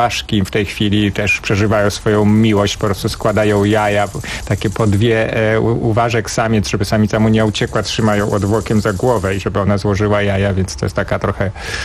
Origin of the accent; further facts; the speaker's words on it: Podlaskie Voivodeship, Poland; Tak, pochodzę z Podlasia i wciąż chętnie tam wracam i wciąż uważam, że Podlasie, ten mój region rodzinny, gdzie się wychowałem, ma niezwykły urok.